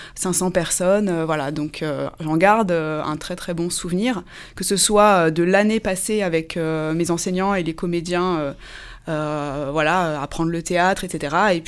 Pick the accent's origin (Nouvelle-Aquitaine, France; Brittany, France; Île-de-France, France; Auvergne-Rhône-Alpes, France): Île-de-France, France; Cergy; je suis une enfant du pays. J'ai grandi à Cergy, j'ai été élève au Laris, puis au Collège des Touleuses, puis au lycée Alfred Kessler.